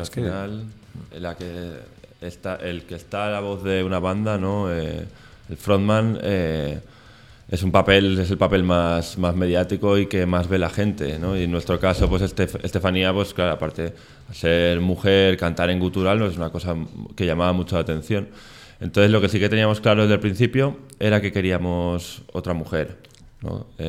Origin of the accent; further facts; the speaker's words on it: Valencia, Valencian Community, Spain; Nosotros venimos de Valencia, que ahí entre semana no hay nada.